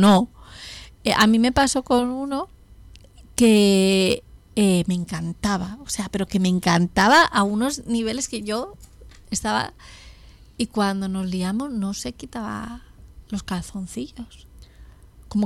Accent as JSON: {"language": "Spanish", "country": "Spain", "said": "yo siempre pregunto, ¿soy la primera española?"}